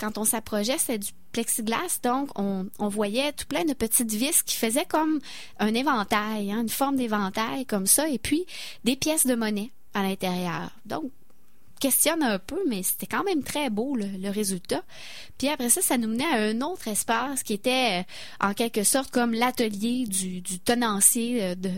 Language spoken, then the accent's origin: French; Quebec, Canada; En tant que Québécois, ben on s'y reconnaissait. C'était comme si on était transporté chez nous.